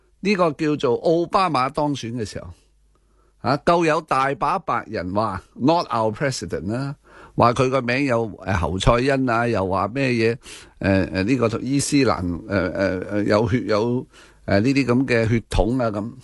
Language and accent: Cantonese; Hong Kong; 这个令到我们香港人都